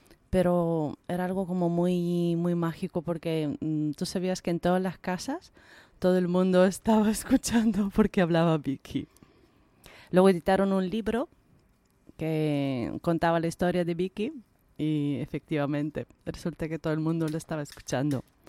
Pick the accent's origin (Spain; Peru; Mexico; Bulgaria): Bulgaria; Pues en mi pueblo natal, en Bulgaria, había una radio local.